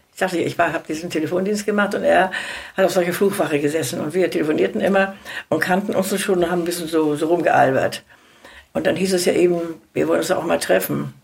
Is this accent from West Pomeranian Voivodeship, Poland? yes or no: yes; Rügenwalde, West Pomeranian Voivodeship, Poland; Ich komme aus Pommern. Aus Hinterpommern, bin ich sehr stolz drauf. Jawohl, ich bin eine Pomeranze. Und zwar da oben, mein Ort heißt Rügenwalder Teewurst, sagt ihr vielleicht was.